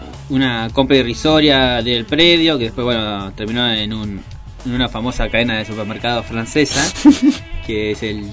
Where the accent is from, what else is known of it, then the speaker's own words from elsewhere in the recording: Argentina; Lo que se supone que como argentinos debería ponernos en orgullo